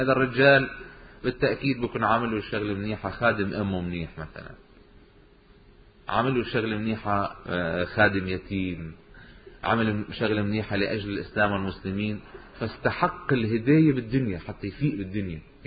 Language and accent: Arabic; Lebanon; وعندنا بلبنان ببعلبك صارت قصة من هالقبيل